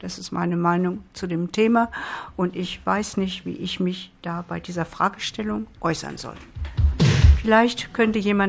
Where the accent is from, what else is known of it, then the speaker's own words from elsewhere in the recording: Germany; now in Catalonia, Spain; Ich bin nicht von hier, ich bin Deutsche. Ich lebe seit vielen Jahren hier, aber ich sehe mich auch nicht als Katalanin.